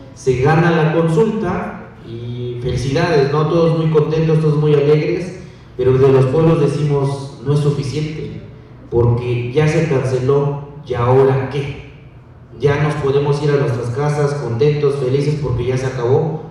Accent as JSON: {"language": "Spanish", "town": "Tepetlaoxtoc", "region": "State of Mexico", "country": "Mexico", "said": "yo no soy de Atenco, soy de Tepetlostoc, una comunidad de la montaña"}